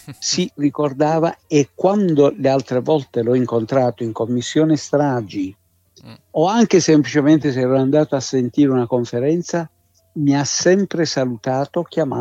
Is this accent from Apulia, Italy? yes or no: yes; Bari, Apulia, Italy; io sono barese di origine, sì, e quindi ero concittadino di Aldo Moro